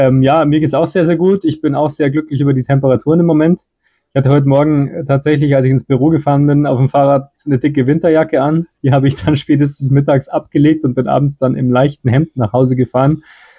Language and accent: German; Munich, Bavaria, Germany; also erstens mal ist man halt damit groß geworden, klar, als Münchner